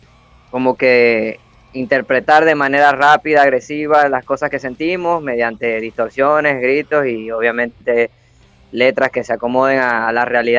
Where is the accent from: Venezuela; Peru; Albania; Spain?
Venezuela; Somos venezolanos, tenemos demasiada tela donde cortar.